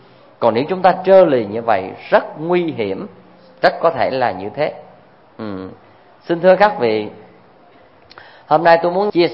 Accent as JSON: {"language": "Vietnamese", "town": "Tra On", "region": "Vĩnh Long", "country": "Vietnam", "tie": "born or raised there", "said": "Hay dưới quê tôi á, ngang sông Trà Ôn nó có một cái cù lao cũng nên thơ lắm"}